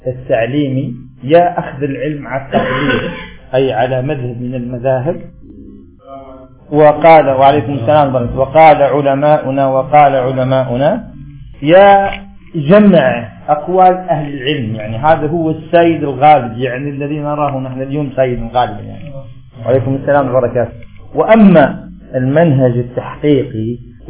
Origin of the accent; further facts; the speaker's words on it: Algeria; عندنا في الجزائر سبح اسمه قل يا كثرة السلامة